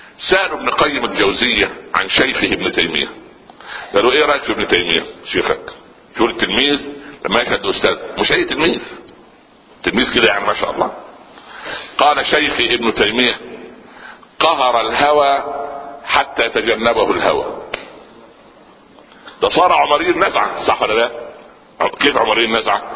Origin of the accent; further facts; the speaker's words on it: Upper Egypt, Egypt; في مثل عندنا في الصعيد